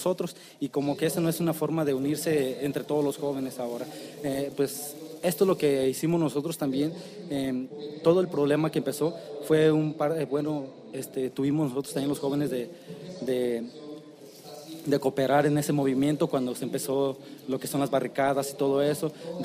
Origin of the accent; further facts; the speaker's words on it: Cherán, Michoacán, Mexico; soy soy de Cherán, Cherán Napo.